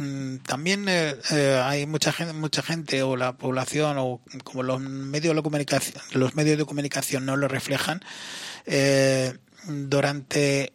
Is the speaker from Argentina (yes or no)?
no; Spain; por lo tanto, soy español plenamente